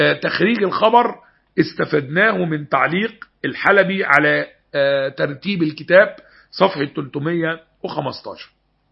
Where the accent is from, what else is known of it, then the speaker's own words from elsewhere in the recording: Egypt; الدين ما فيهوش فيه خيار وفقوس زي ما بقول عندنا في مصر